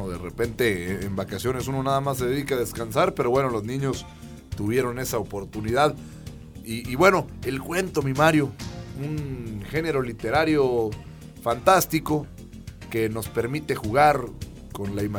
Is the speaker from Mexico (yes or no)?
yes; Mexico; más allá de que somos mexicanos y que a veces hacemos las cosas a última hora